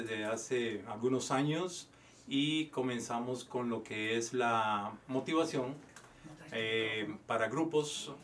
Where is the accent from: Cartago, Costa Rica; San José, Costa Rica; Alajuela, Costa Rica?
San José, Costa Rica; now in United States; Yo soy de San José, Costa Rica, soy un tico.